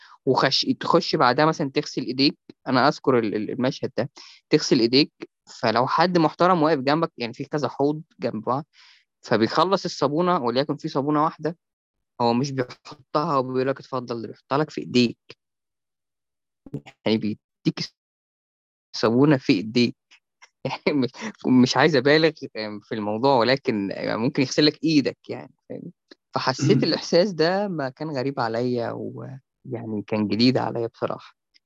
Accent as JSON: {"language": "Arabic", "town": "Cairo", "region": "Cairo Governorate", "country": "Egypt", "tie": "born or raised there", "said": "وأنا يعني ابن القاهرة"}